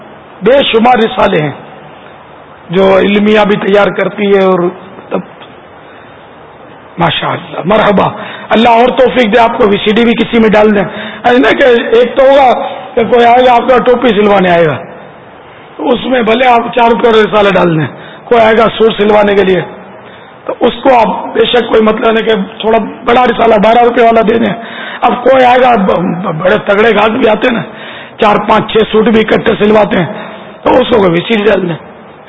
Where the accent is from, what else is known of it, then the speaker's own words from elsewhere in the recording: Karachi, Sindh, Pakistan; میں ملیر کھوکھرا پار سے آیا ہوا ہوں.